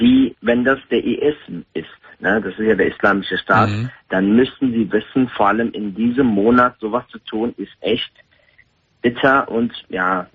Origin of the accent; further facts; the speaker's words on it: Turkey; Und ich als Türke, wie gesagt, habe Angst selbst. Also in meinem Land würde ich schon fahren